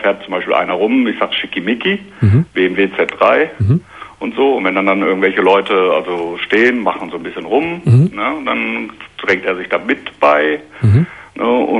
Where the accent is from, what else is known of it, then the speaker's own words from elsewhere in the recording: Hamm, North Rhine-Westphalia, Germany; Ich komme aus Hamm in Westfalen.